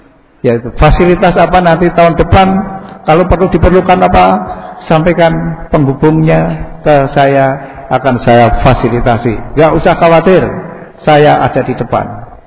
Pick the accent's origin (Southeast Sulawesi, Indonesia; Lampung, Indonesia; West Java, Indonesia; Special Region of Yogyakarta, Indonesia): Special Region of Yogyakarta, Indonesia; Bantul; moved away; saya asli orang Jawa, jadi bahasa campur juga bisa, walaupun sejak 88 saya dinas di Kalimantan, Sulawesi, Jakarta, tapi saya isih gerado-gerado masih bisa bahasa Jawa. Karena aslinya saya mengkong Bantul.